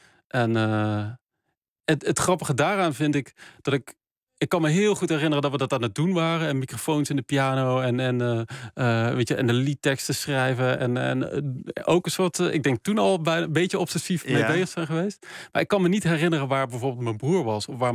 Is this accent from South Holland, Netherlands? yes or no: no; Geldrop, North Brabant, Netherlands; zijn delen uit het dorp waar ik vandaan kom. Gelderop, in het zuiden van. Dus bij Eindhoven, het zuiden van Nederland.